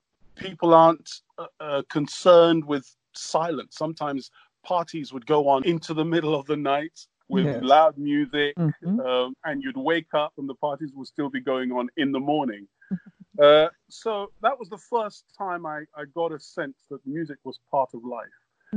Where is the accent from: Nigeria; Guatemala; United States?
Nigeria; also born or lived in United Kingdom; I grew up in West Africa. I was born in the UK, but I grew up in West Africa. From the age of 7 till 17, I lived in Nigeria.